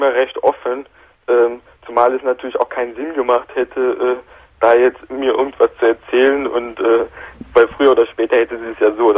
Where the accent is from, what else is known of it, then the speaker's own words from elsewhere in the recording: Brazil; moved away; Weil ich bin gebürtiger Brasilianer und damals in Brasilien auch wohnhaft gewesen.